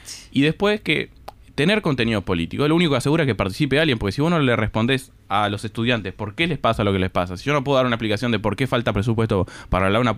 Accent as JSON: {"language": "Spanish", "town": "Río Branco", "region": "Cerro Largo", "country": "Uruguay", "said": "soy un estudiante de Río Branco"}